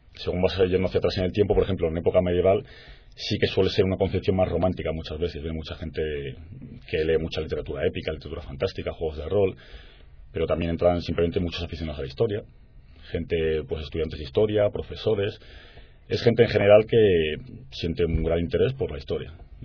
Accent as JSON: {"language": "Spanish", "country": "Spain", "said": "Nos preguntaban de dónde éramos y decíamos que de España."}